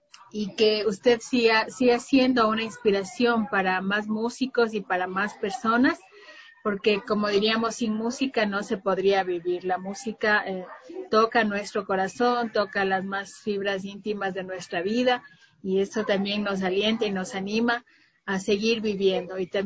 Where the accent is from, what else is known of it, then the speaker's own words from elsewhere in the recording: Ecuador; como ecuatorianos debemos ser solidarios.